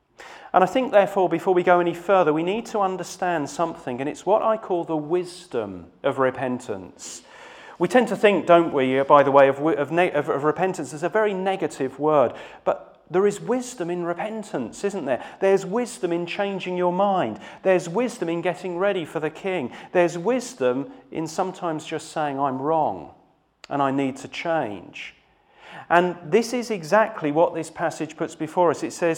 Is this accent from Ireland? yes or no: no; United Kingdom; It makes me feel good about being British, and it makes me feel good and righteous about being me.